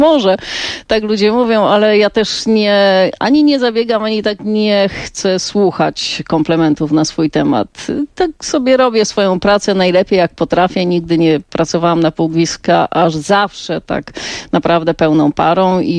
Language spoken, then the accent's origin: Polish; Silesian Voivodeship, Poland; bo jestem ze Śląska, ja byłam na studiach wtedy w Opolu, tata na Śląsku w Tychach.